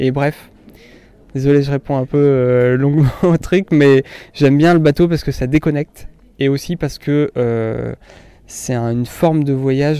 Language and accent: French; Brittany, France; alors je suis breton